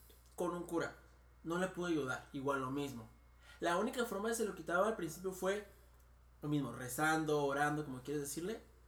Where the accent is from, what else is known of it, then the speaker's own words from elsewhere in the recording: Morelos, Mexico; Digo, yo soy de Morelos.